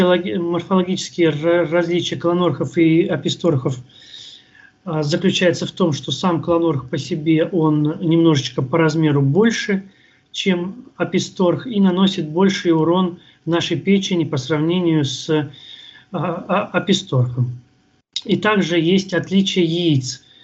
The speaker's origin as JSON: {"language": "Russian", "town": "Novosibirsk", "region": "Novosibirsk Oblast", "country": "Russia", "tie": "born or raised there", "lives_now": "Moscow, Russia", "said": "сам я родом из Новосибирска, но моя лаборатория и клиника, в которой я работаю, находится в Москве."}